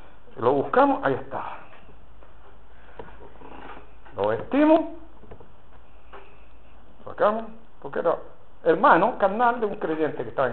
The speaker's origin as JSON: {"language": "Spanish", "country": "Chile", "said": "Somos chilenos, ¿no? Y los chilenos somos bien rencorosos, empezando por mí."}